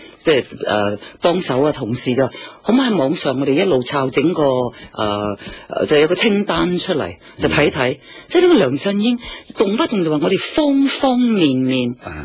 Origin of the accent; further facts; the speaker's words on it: Shanghai, China; 窝心系我哋上海话，我坚持就唔系广东话嚟嘅